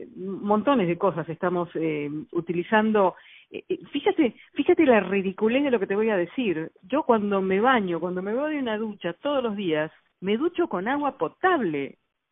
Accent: Argentina; ayudó en Argentina, de donde yo vengo, a pasar varias leyes de protección a la fauna y la flora nacional

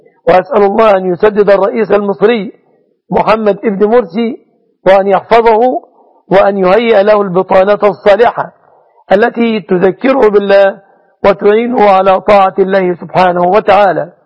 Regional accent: Egypt; أن يجعل بلادنا مصر وسائر بلاد

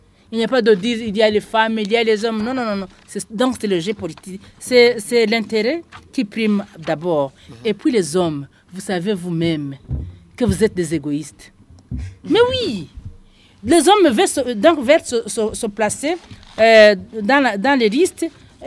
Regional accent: Ngozi, Ngozi Province, Burundi; si moi, je suis de Ngozi, j'ai été élue dans la province de Ngozi.

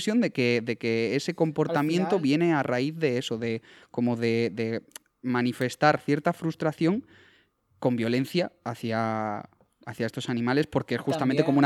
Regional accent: Castilla-La Mancha, Spain; salían como a cazar conejos por la zona de Guadalajara y demás, que por allí está mi pueblo

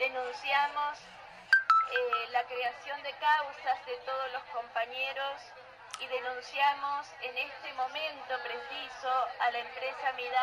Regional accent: Chilecito, La Rioja, Argentina; Yo vengo desde Chilecito, provincia de La Rioja

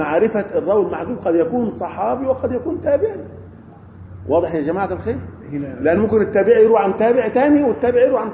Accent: Egypt; احنا عندنا في مصر قبر في بني شويف

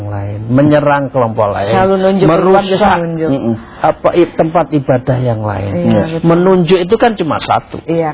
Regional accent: Java, Indonesia; maaf saya orang Jawa mengatakan.

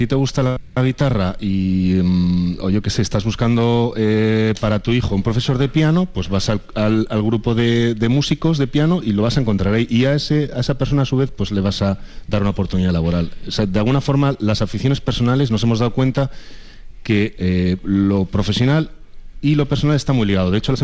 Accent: Miranda de Ebro, Castile and León, Spain; Soy de Miranda de Ebro

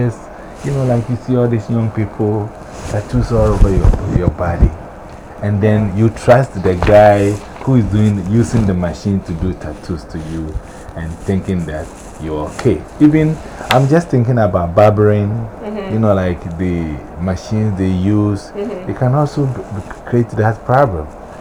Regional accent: Ghana; I'm from Ghana.

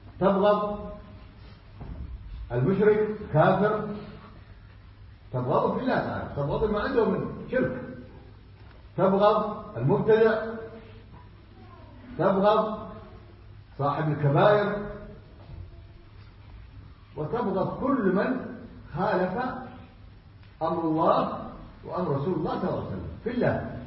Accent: Yemen; also born or lived in Saudi Arabia; نعم أنا جاي من السعودية، إيش فيها؟ أنا أصلي يمني، قلت أنا جاي من اليمن أول قبل السعودية.

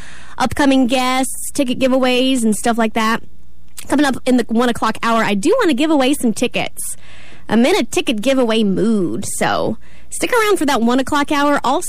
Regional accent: North Carolina, United States; accent: North Carolina; Sometimes they say that my North Carolina accent does still come out.

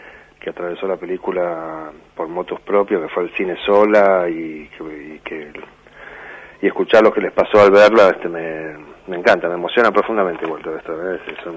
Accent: Tucumán, Argentina; Yo iba mucho al cine cuando era chico en Tucumán.

